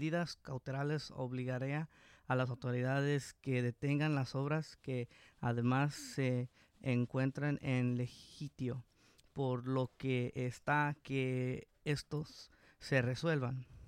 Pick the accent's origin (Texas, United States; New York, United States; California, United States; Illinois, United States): California, United States; Santa Ana; Yo así aquí soy natal de Santa Ana. Mis padres, mi papá del bonito estado de México, mi mamá de Guerrero, aquí trayéndome para acá de este lado. Aquí nací, aquí crecí y aquí seguiré.